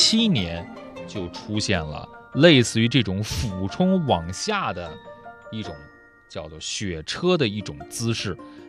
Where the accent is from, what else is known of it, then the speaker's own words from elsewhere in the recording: Dalian, Liaoning, China; 我小时候是在大连，